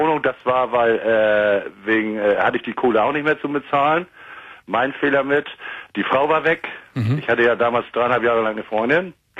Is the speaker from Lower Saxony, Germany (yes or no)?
no; Ahrensburg, Schleswig-Holstein, Germany; ich telefoniere mich von ziemlich weit. Also ich war noch nie in Köln, aber ich komme aus Ahrensburg bei Hamburg. Das ist Schleswig-Holstein.